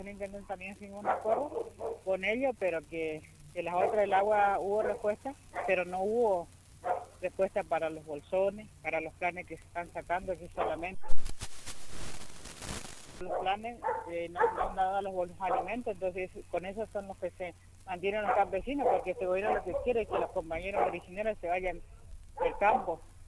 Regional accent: Fontana, Chaco, Argentina; soy de Fontana

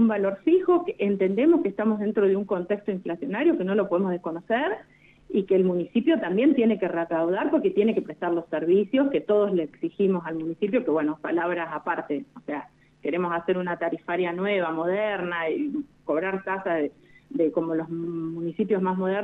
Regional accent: Santa Rosa, La Pampa, Argentina; soy una vecina de Santa Rosa, nací y viví toda mi vida acá, salvo el pequeño periodo que estuve estudiando en Buenos Aires.

